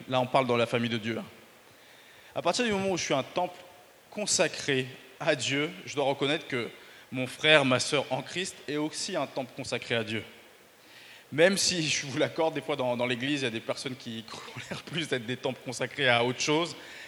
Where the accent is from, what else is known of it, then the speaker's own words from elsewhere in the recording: France; je suis un vrai Français